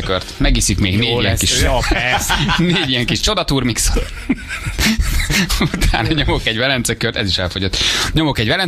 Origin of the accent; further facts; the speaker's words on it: Dunavarsány, Pest, Hungary; Ó, de szerettem, hát én ott nőttem föl.